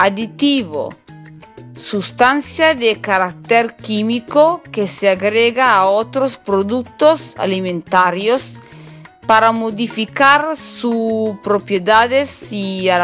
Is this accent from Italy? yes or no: yes; northern Italy, Italy; Spanish is a second language; soy italiana de norte de Italia, soy una cocinera